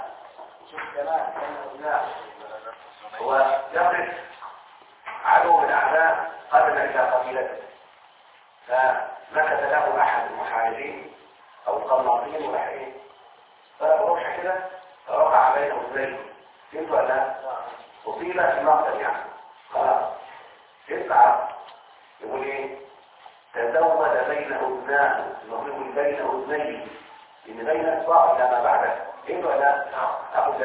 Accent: Egypt; احنا على فكرة كمصريين نتكلم بهذه اللهجة او اللغة

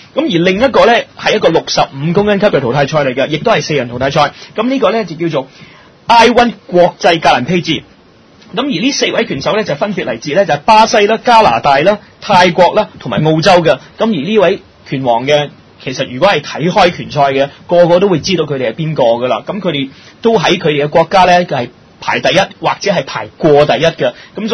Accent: China; 咁同我哋中國人唔同，我哋中國人就算係唔中意呢個運動嘅

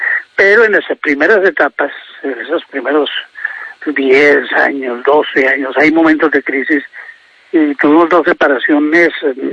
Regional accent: Bogotá, Colombia; also born or lived in Mesitas del Colegio; donde mis papás vivieron, donde nacimos los primeros 5 hijos. Solo que al nacer yo, a los poquitos meses de nacer, la familia se vino para Bogotá.

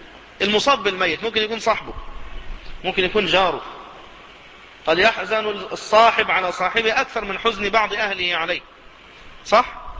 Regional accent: Cairo, Cairo Governorate, Egypt; حتى في المناطق الشعبية عندنا في القاهرة يكثر هذا

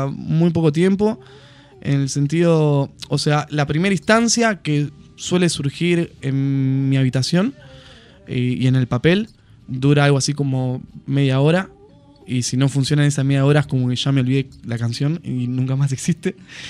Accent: Ramos Mejía, Buenos Aires Province, Argentina; Somos, sí, somos de Ramos Mejía y los alrededores de Aedo, oeste de la provincia de Buenos Aires.

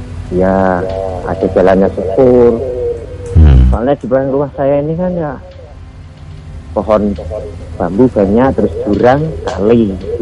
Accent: East Java, Indonesia; saya kan arah tidak asli sini. Saya aslinya Madura, cuma kan di sini kan nikah dapat sini gitu.

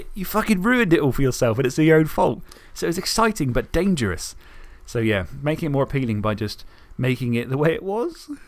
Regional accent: Isle of Wight, South East England, United Kingdom; because I'm from the Isle of Wight, Southampton and Portsmouth has merged into one because it was always the mainland.

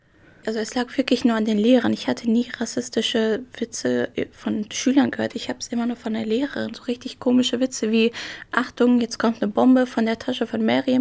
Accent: Germany; also born or lived in Iraq; Ich bin im Irak geboren, ich bin arabisch, aramäisch. Aber um ehrlich zu sein, als ich hier nach Deutschland gekommen bin, ich fühle mich gar nicht arabisch, weil ich hier komplett aufgewachsen bin und ich würde auch komplett sagen, ich bin deutsch.

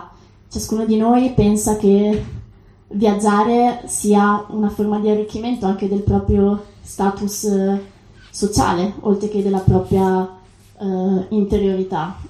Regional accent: Venice, Veneto, Italy; Diciamo, io vengo da Venezia, Venezia lo è da molto tempo

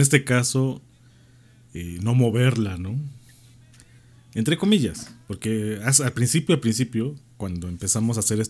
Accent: Puebla, Mexico; Como aquí en Puebla, aunque se festeja el 20 de noviembre, pero todos los que somos poblanos decimos que no es el 18

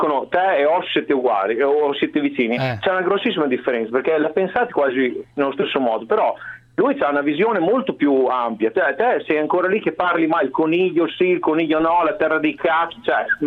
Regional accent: Emilia-Romagna, Italy; Sono romagnolo tutta la vita

